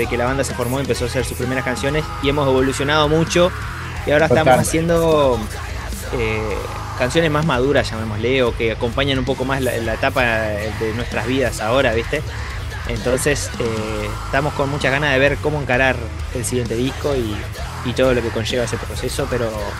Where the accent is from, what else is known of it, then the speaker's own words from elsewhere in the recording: Uruguay; uno como uruguayo, con lo poquito que tiene, hace locura